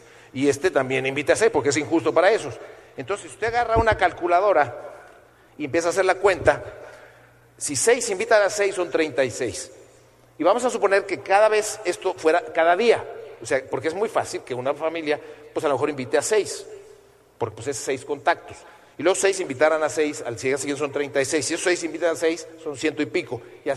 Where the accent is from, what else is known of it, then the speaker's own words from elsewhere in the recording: Mexico; porque yo tenía mucho más contactos que ella, porque yo soy mexicano y es española y tal.